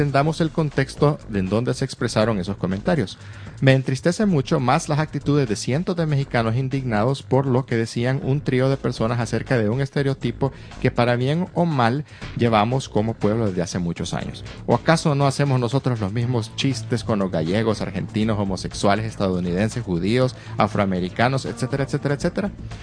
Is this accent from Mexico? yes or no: yes; Mexico; No representa tampoco lo que somos realmente los mexicanos.